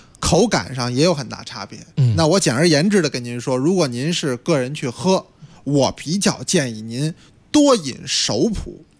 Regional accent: China

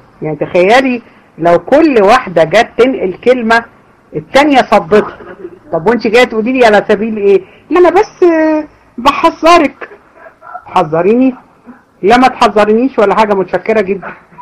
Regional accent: Egypt; وده المشهور عندنا في مصر

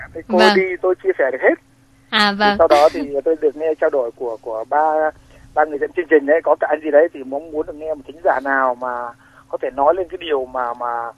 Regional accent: Hanoi, Vietnam; born there; now in Ho Chi Minh City, Vietnam; tôi sinh ra ở Hà Tây.

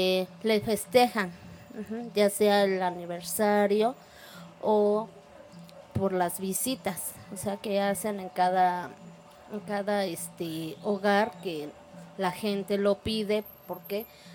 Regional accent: Mexico City, Mexico; Del barrio San Antonio Culhuacán.

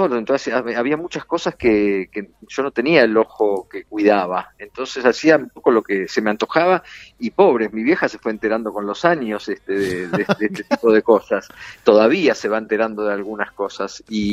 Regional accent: La Plata, Buenos Aires Province, Argentina; Sí, muchos nací en años en La Plata. En La Plata hasta que terminé el secundario.

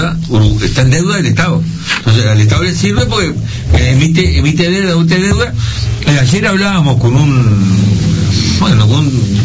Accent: Uruguay; vos sos el Estado uruguayo, somos nosotros

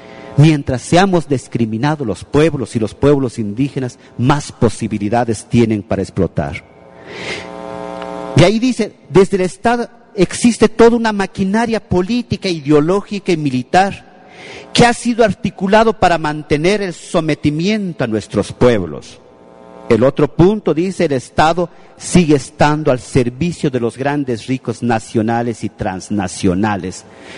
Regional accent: Santa Cruz del Quiché, Quiché, Guatemala; Yo soy de Santa Cruz del Quiché

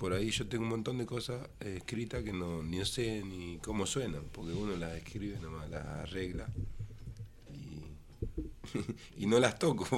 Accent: La Plata, Buenos Aires Province, Argentina; ¿de dónde sos? No sé, de Estados Unidos no era. De Mississippi, de Chicago, no, era de La Plata.

